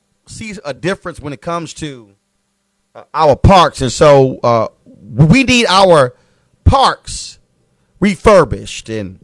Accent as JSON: {"language": "English", "town": "Houston", "region": "Texas", "country": "United States", "tie": "born or raised there", "said": "I grew up in Clinton Park, Texas. I grew up in the Clinton Park neighborhood in Houston, Texas. My grandparents moved there when they migrated from Opelousas, Louisiana."}